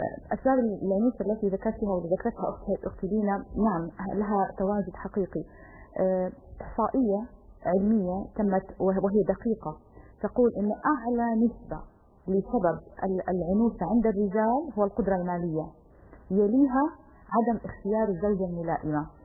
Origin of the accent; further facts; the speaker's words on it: Syria; يعني مثلا عندنا في سوريا سن المتعارف عليه للزواج 23 24 25